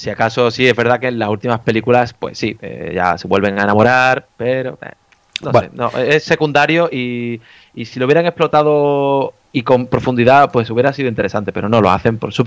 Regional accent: Spain; los que somos españoles de España, pues nos cuesta

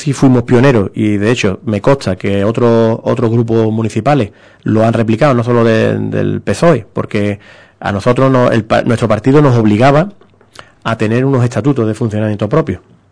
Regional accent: Ubrique, Andalusia, Spain; yo soy de Ubrique, que vivo en Ubrique

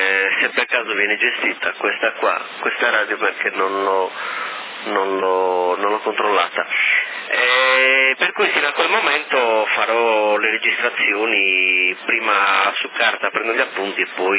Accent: Sardinia, Italy; noi ci adeguiamo, siamo sardi, ci adeguiamo sempre.

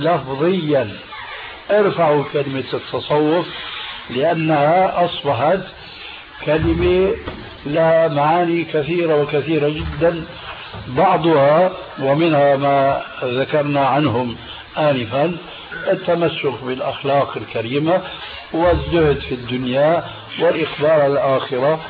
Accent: Syria; تلقفها بعض العامة عندنا في سوريا

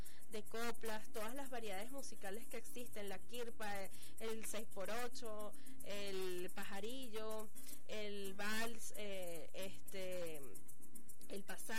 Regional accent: Venezuela; lo que somos nosotros, los venezolanos.

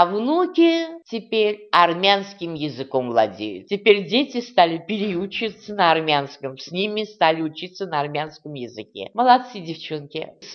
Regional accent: Ufa, Bashkortostan, Russia; born there; Родилась я в Уфе. В школу ходила в русскую. Я сама татарка

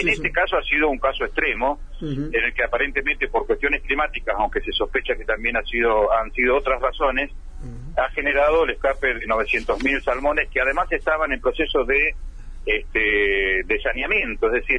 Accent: Ushuaia, Tierra del Fuego, Argentina; Yo soy nativo de Tierra del Fuego, así que he sido en gran medida un poco testigo del crecimiento que ha tenido Ushuaia. Yo recuerdo que en mi infancia éramos 5.000 habitantes en Ushuaia, ahora ya estamos superando los 70.000.

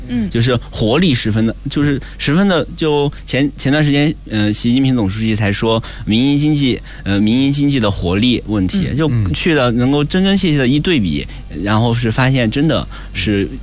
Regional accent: Sichuan, China; 因为我俩都是他是重庆的，我是四川的

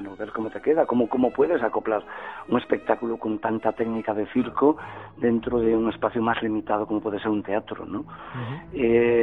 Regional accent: Galicia, Spain; a nuestra santa compaña como gallego que soy

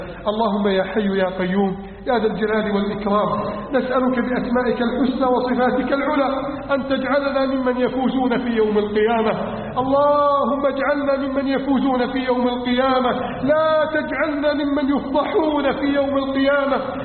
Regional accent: Egypt

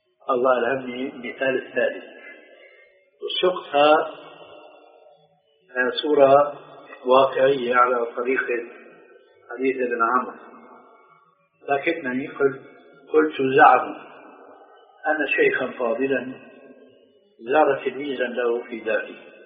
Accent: Damascus, Damascus Governorate, Syria; مرة صاحبني إنشاد دمشقي مثلي

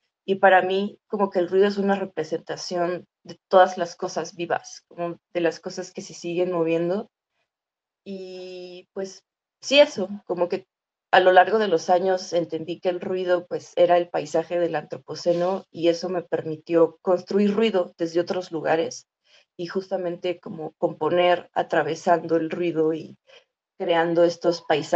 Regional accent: Nezahualcóyotl, State of Mexico, Mexico; soy de Nezahualcóyotl, que es como el China del Estado de México en México, es decir que hay un montón de personas en espacios muy pequeños, no hay árboles, es una de las grandes desgracias de Nezahualcóyotl, no hay vida natural

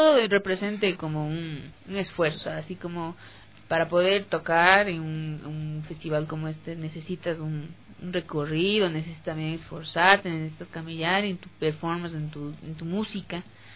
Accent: Ecuador; para poder formar una cultura de nosotros como ecuatorianos latinoamericanos

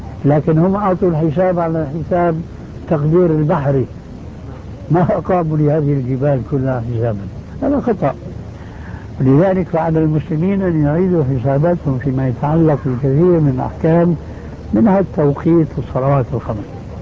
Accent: Jordan; خاصة عندنا في الأردن

